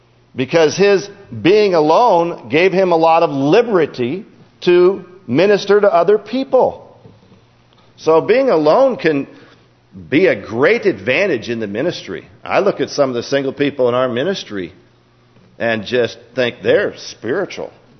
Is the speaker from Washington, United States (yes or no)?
yes; Seattle, Washington, United States; I was born and raised in Seattle and came up here to go to school.